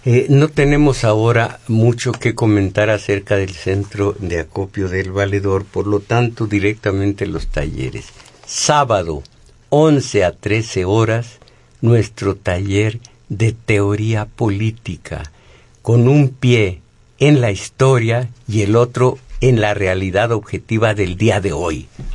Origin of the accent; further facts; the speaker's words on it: Zacatecas, Mexico; Yo soy zacatecano, Monreal también.